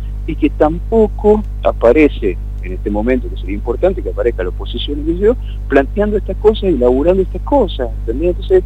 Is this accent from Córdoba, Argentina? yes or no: no; Buenos Aires, Argentina; y lo digo como porteño que soy, nacido en Parque Patricio